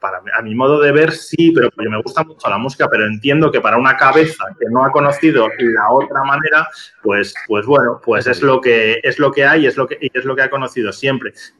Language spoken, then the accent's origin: Spanish; Santander, Cantabria, Spain; now in Madrid, Spain; Y lo he visto en Santander, de donde yo soy, aunque vivo en Madrid.